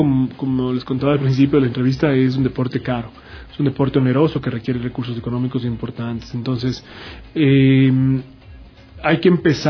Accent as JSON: {"language": "Spanish", "country": "Ecuador", "said": "que sepa un poco tu idiosincrasia como ecuatoriano, que le digas, oye, que ganas de un cevichito, ¿no?"}